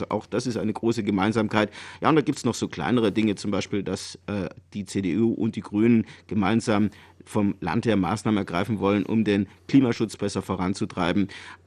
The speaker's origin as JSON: {"language": "German", "region": "Baden-Württemberg", "country": "Germany", "said": "Naja, als Schwabe würde ich mal sagen"}